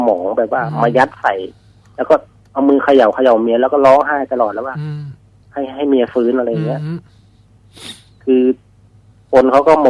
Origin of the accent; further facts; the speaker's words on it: Udon Thani, Thailand; บ้านเกิดเลยครับ